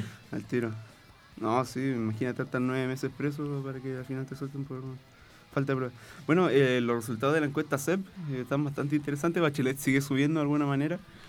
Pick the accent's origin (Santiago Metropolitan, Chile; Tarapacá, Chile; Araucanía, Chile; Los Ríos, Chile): Tarapacá, Chile; Iquique; sé cómo funcionan las cosas en mi tierra, en mi querido Iquique.